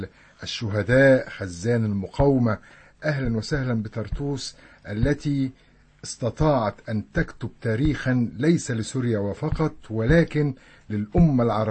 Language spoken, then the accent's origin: Arabic; Egypt; أنا كنت بمشي في حلب وما بتعرف أن أنا مصري